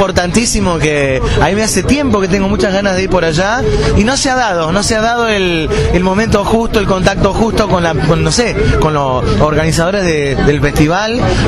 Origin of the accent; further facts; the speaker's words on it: Punta Alta, Buenos Aires Province, Argentina; De Punta Alta, provincia de Buenos Aires, allá